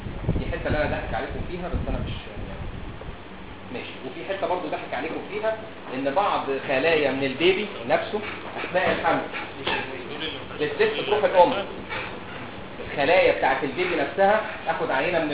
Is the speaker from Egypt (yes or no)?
yes; Egypt; يعني عندنا في مصر، يعني اتكلم في مصر